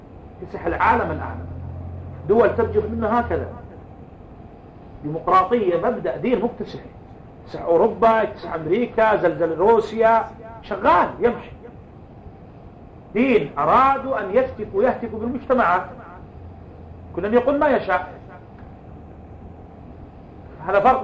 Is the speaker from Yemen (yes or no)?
yes; Yemen; على الكتاب والسنة التي عندنا في اليمن